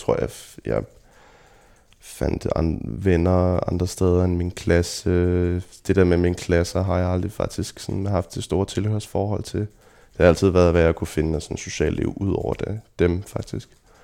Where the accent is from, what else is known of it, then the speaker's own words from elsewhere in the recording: Kikkesåby, Zealand, Denmark; also born or lived in Copenhagen; jeg blev født i København, men at jeg har vokset op ude i Lejre Kommune i en lille landsby, der hedder Kikkesåby, hvor jeg tilbragte mange af de første år af mit liv.